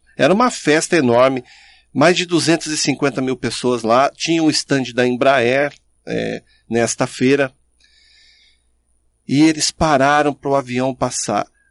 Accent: Caçapava, São Paulo, Brazil; comemorar o dia 7 de setembro em Caçapava, onde eu cresci, onde eu fui educado.

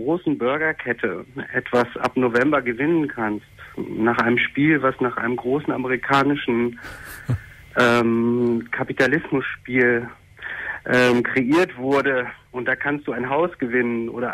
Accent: Cologne, North Rhine-Westphalia, Germany; ich bin auch Kölner.

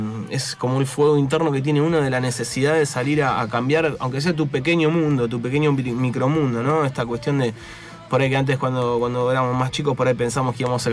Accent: Haedo, Buenos Aires Province, Argentina; Yo soy de la zona, soy de Aedo.

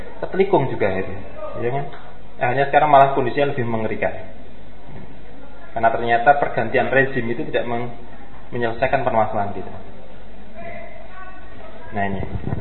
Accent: Java, Indonesia; Kalau kita itu kan orang Jawa itu kan wajar

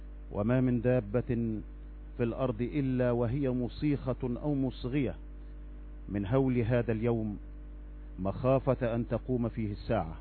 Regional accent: Egypt; فهل ننسى نحن أبناء مصر هذه الأيام؟

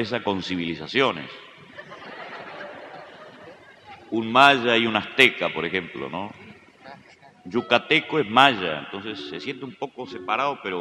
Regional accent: Uruguay; allá en el sur, especialmente en mi tierra, en nuestra tierra uruguaya

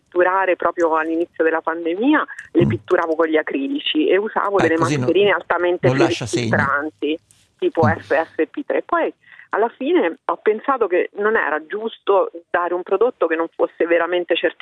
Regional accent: Terni, Umbria, Italy; io sono di Terni

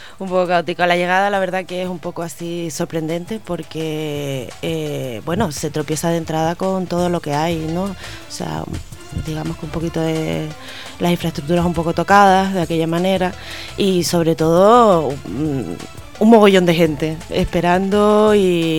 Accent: Canary Islands, Spain; nosotros como canarios, África es nuestro continente

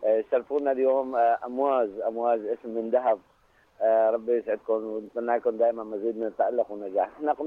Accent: Homs, Homs Governorate, Syria; ونحن من حمص ضيوفكم اليوم.

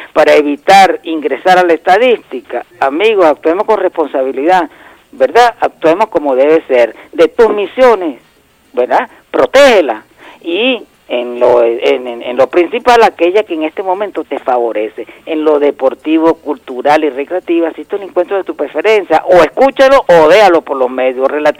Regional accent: Venezuela

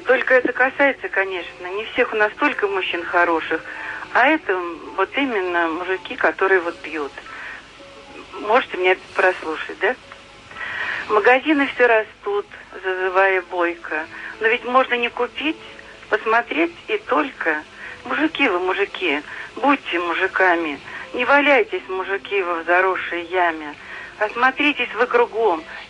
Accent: Moscow, Russia; мы москвичи

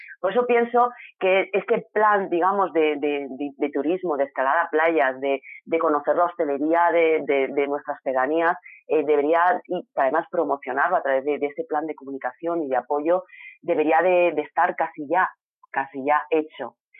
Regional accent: Elche, Valencian Community, Spain; los que somos de Elche conocemos las playas de Arenales

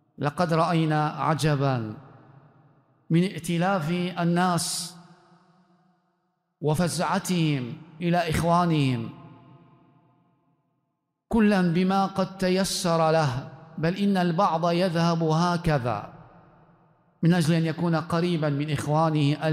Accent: Libya; في بلدنا ليبيا أو في بلد المغرب أن الأمر جد

